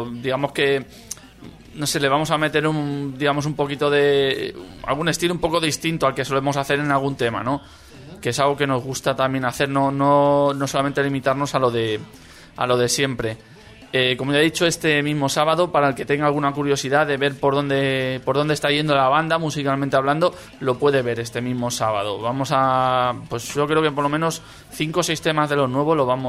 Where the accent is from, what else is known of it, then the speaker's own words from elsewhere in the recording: Alcorcón, Community of Madrid, Spain; Sí, somos de Madrid. Lo que pasa es que todos venimos de la zona sur, de los pueblos, pues mira, de Fuenlabrada, yo soy de Alcorcón.